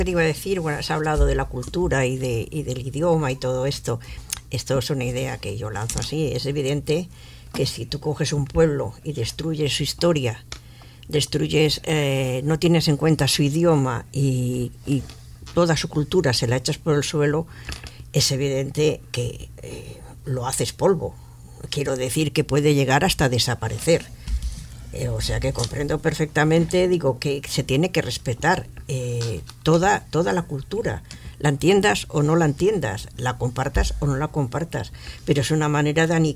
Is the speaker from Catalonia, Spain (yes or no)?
yes; Barcelona, Catalonia, Spain; Yo he nacido en Barcelona, soy catalana.